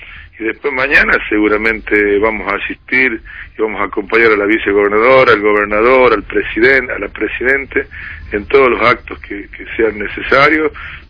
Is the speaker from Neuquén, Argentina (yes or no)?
no; La Rioja, Argentina; a nosotros no nos queda más que palabra de agradecimiento como riojano a este gobierno que tanto ha hecho por La Rioja